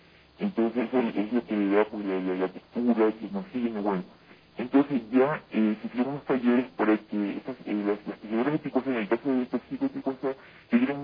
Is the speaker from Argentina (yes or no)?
no; Ecuador; Somos manaditas, somos ecuatorianos todo y todo, es parte de un territorio